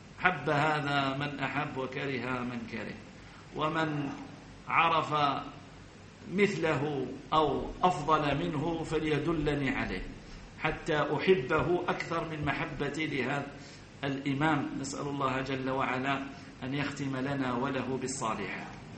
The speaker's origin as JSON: {"language": "Arabic", "country": "Algeria", "said": "عندنا في الجزائر ما على كل حال هؤلاء ليسوا بشيء"}